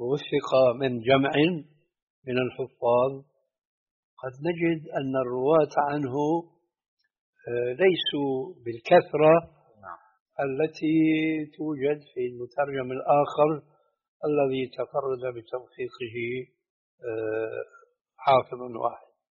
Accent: Syria; عندنا في سوريا

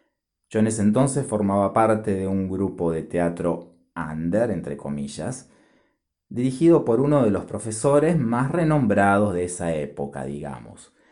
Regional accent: Rosario, Santa Fe, Argentina; born there; Lila es de mi ciudad natal, de Rosario, en Argentina.

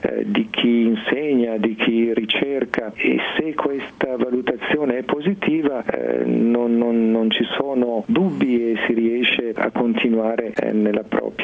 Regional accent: Merate, Lombardy, Italy; In particolare di Merate, che è un piccolo paese vicino a Lecco.

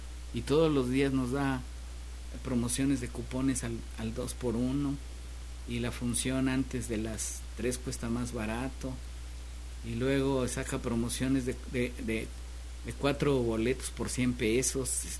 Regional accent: Xalapa, Veracruz, Mexico; Quienes somos nativos de Jalapa recordamos por allí la terminal de autobuses

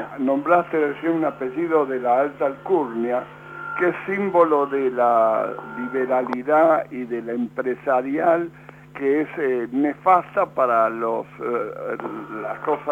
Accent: United Kingdom; lo digo en inglés porque yo sabe que yo soy británico.

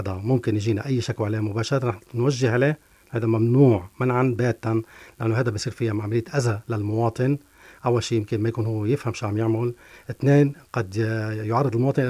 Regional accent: Tartus Governorate, Syria; نحن عندنا التراث السوري والتراث التقليدي عندنا في طرطوس له طابع خاص وله مميزات خاصة

